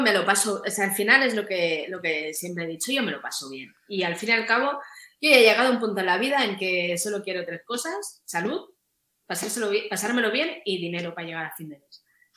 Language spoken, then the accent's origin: Spanish; Barcelona, Catalonia, Spain; Yo soy camaca de Barcelona, entonces claro, pues tengo mis gaps de conocimiento.